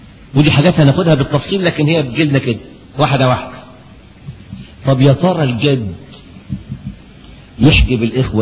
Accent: Egypt; لكن القانون عندنا في مصر

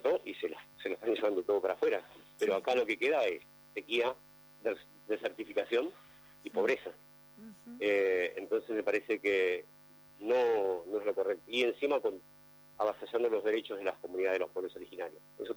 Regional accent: Pinchayoc, Jujuy, Argentina; en Jujuy, de donde yo soy de ahí de Humahuaca, cerquita de la frontera, más bien, en realidad, soy de un lugar que se llama Pinchayoc, cerquita de entre Humahuaca y Uquía, no, cerquita de San Roque, son parajes, ¿viste? Son comunidades, yo soy de Pinchayoc.

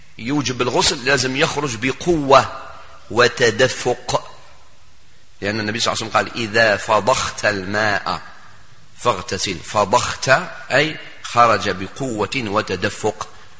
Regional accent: Algeria; وكان واحد المثل موجود عندنا في الجزائر وكانوا يعلموهن حتى كي كنا صغار

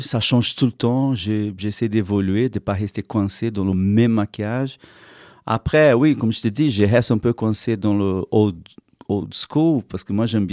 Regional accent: Brazil; now in Brussels, Belgium; Moi, je venais de la campagne du Brésil

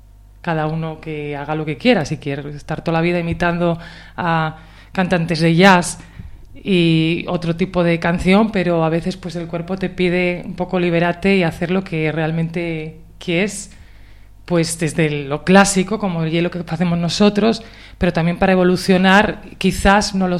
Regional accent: Asturias, Spain; que soy de Les Cuenques Mineres

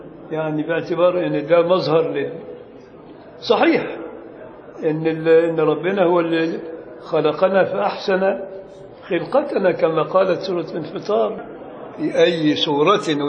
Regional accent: Upper Egypt, Egypt; لكن عندنا في الصعيد الأدنى يقول لك اللهم صل على النبي

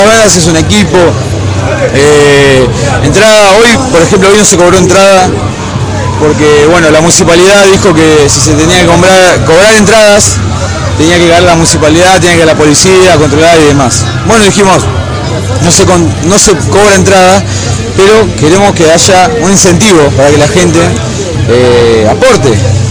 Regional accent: Buenos Aires Province, Argentina; nosotros somos todos de Virrey, San Fernando, Tigre y demás

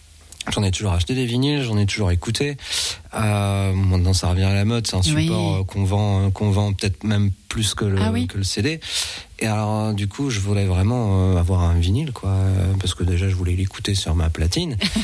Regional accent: France; quand on écrit en anglais, on se donne un tout petit, et qu'on est français, on se donne un tout petit peu moins dans le texte

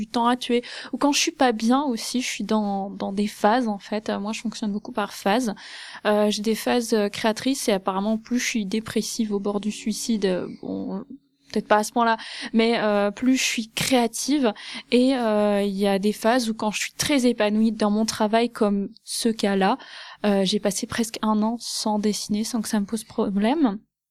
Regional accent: Grand Est, France; now in Vosges, France; quand je suis arrivée au Thio, parce que oui, j'ai quitté l'Alsace pour venir m'enterrer dans les Vosges

